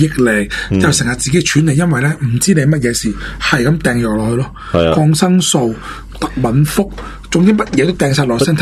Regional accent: Hong Kong; 即系身为香港人咧，都以佢哋为荣

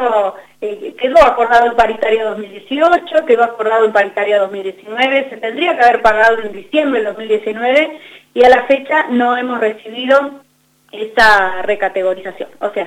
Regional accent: El Maitén, Chubut, Argentina; now in Esquel, Argentina; Yo vivo en Esquel hace 16 años, pero soy de la Patagonia, soy de acá, en una comunidad muy chiquita que se llama el Maitén. Soy oriunda del Maitén, que tiene 4.500 habitantes, y vivo en Esquel hace 16 años

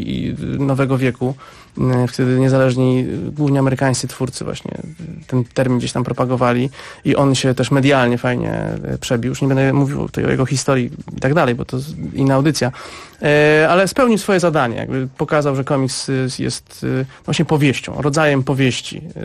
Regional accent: Szczecin, West Pomeranian Voivodeship, Poland; Ja jestem ze Szczecina, więc jakoś od razu mnie to zaintrygowało i poczułem jakąś więź przez miasto, w którym oboje się wychowaliśmy.

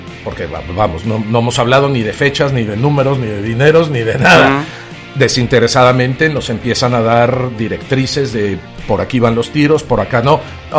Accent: Mexico; born there; Bueno, yo, como me pueden escuchar, yo nací en México.

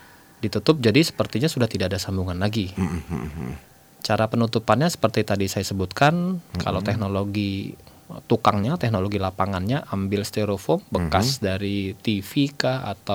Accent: Java, Indonesia; Saya Jawa, tukangnya Sunda.

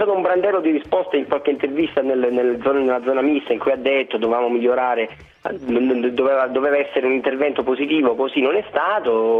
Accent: Calabria, Italy; io, che non sono milanese, cioè sono un interista tipico perché vengo alla Calabria

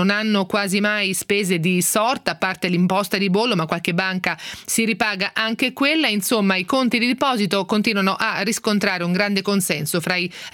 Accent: Marche, Italy; perché io che sono marchigiana lo racconto sempre

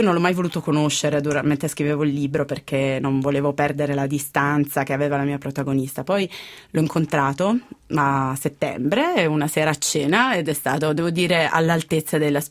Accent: Turin, Piedmont, Italy; Perché io sono torinese

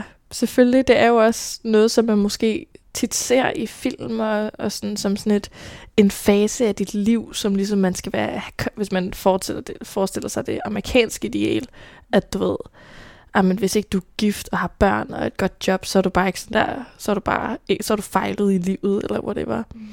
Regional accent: Roskilde, Zealand, Denmark; Født i Roskilde med en mor, en far og en storbror. En stille og rolig opvækst

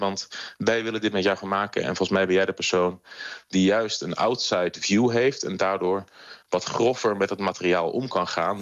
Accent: Netherlands; Maar ja, ik blijf een Nederlander die daar 1,5 jaar is geweest

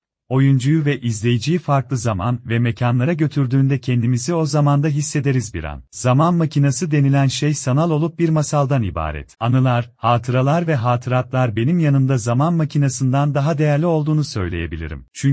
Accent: Diyarbakır, Diyarbakır Province, Turkey; Bir Diyarbakırlı olarak yine eskisi gibi güzel günlerimizi yaşayabilir

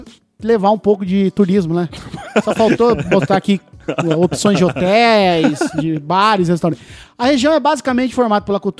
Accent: Itajaí, Santa Catarina, Brazil; born there; nasci em Itajaí, no sul.

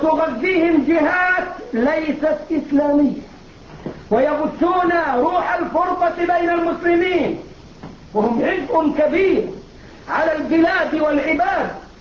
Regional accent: Egypt; الجماعه اللي بيعملوا الموالد عندنا في مصر للاولياء حاسبين التواريخ مظبوط

